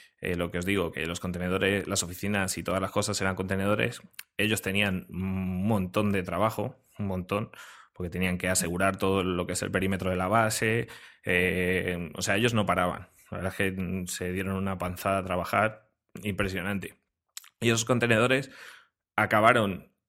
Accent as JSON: {"language": "Spanish", "town": "Frechilla", "region": "Castile and León", "country": "Spain", "said": "una cena en mi pueblo, en Frechilla … ¿no? Yo soy de un pueblo de Palencia que se llama Frechilla."}